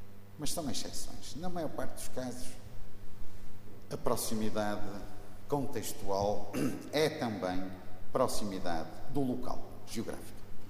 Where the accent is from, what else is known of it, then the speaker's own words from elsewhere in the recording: Matosinhos, Norte, Portugal; born there; eu digo em todo o mundo que sou do Porto, mas na realidade nasci em Matosinhos, trabalho no Porto, moro em Matosinhos